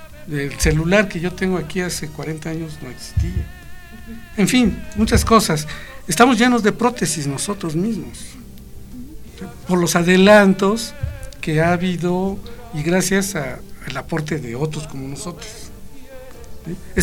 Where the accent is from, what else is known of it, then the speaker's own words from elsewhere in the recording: Mexico; Los mexicanos nacemos a donde se nos pega la gana.